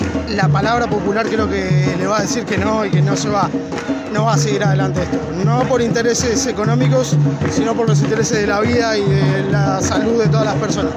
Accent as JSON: {"language": "Spanish", "town": "Mar de Ajó", "region": "Buenos Aires Province", "country": "Argentina", "said": "soy de acá, de Mar de Ajó."}